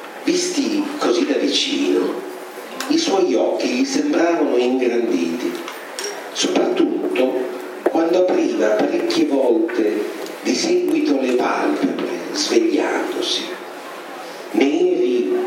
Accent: Rome, Lazio, Italy; noi siamo di Roma, quindi sapete cos'è l'ammazza caffè?

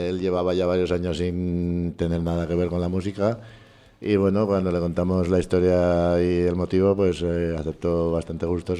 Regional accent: Zaragoza, Aragon, Spain; pues somos todos de Zaragoza y nos veíamos por ahí por los mismos bares

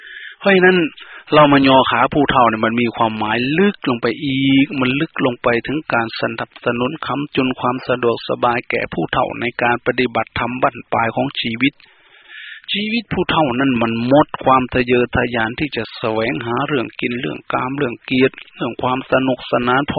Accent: Phana, Ubon Ratchathani, Thailand; บ้านเกิดเมืองนอนบ้านพ่อเมืองแม่อาตมาอำเภอพนาจังหวัดอุบลราชธานีไปดูเถิดยังมีอยู่ทุกวันนี้

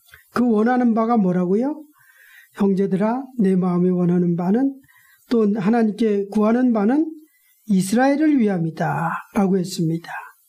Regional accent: South Korea; 저도 한국인이기 때문에 어디든지 늘 한국 사람들을 향한 어떤 복음의 열정을 숨길 수 없습니다.

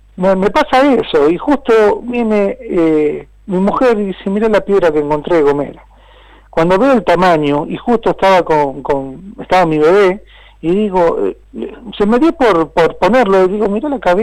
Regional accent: Cañuelas, Buenos Aires Province, Argentina; Y después digo que yo soy de Villa Raciti, yo soy de tal, yo soy del barrio Libertad

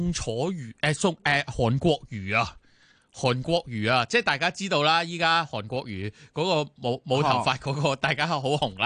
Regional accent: Hong Kong; 当然我哋作为香港人不胆笑啦

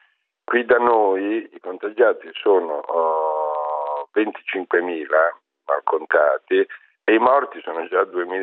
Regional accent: Milan, Lombardy, Italy; lo dico da milanese ma anche da italiano

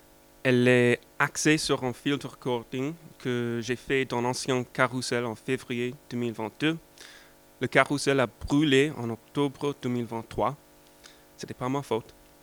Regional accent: United States; French is a second language; je viens des États-Unis.

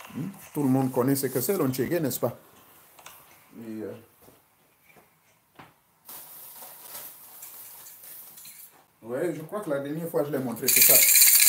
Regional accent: Gabon; moi, je suis du Gabon.

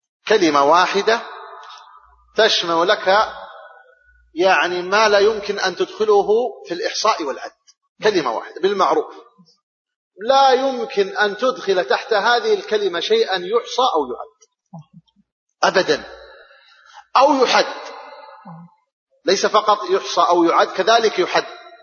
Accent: Saudi Arabia; بلادنا السعودية مثلا

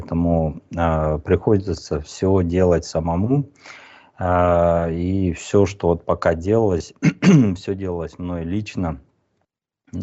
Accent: Kazakhstan; born there; я родился в Казахстане, я очень с тюркоязычными народами близок тоже, я понимаю их.

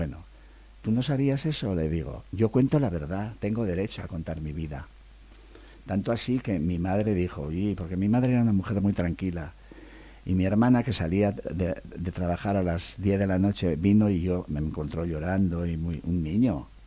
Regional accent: Basque Country, Spain; Me gusta comer bien como buen vasco que soy.

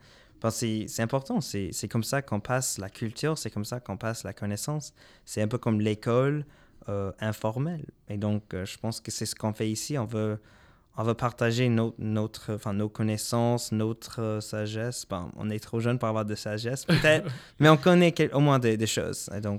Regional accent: Lafayette, Louisiana, United States; nous, on vient de Lafayette, Astor, et on va représenter un peu notre belle ville, Lafayette.

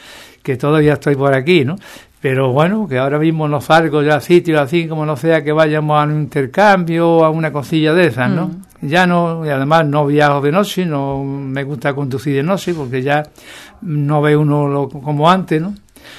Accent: Andalusia, Spain; Si somos andaluces, somos españoles

